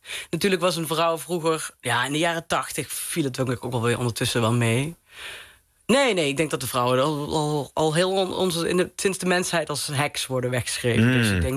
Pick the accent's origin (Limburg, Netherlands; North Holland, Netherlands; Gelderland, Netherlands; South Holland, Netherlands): Limburg, Netherlands; Venlo; Vlak over de grens bij Venlo, waar ik vandaan kom.